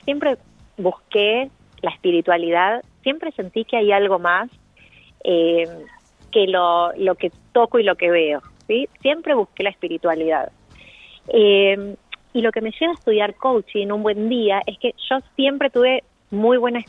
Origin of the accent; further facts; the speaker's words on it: Buenos Aires, Argentina; soy de Buenos Aires